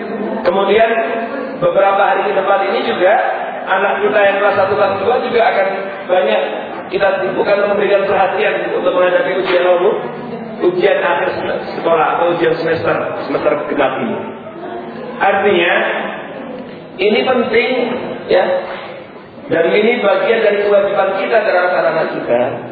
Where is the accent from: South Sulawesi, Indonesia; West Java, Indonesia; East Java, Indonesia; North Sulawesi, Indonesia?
East Java, Indonesia; Gresik; born there; jadi ya saya lahir di Jawa Timur, Gresik.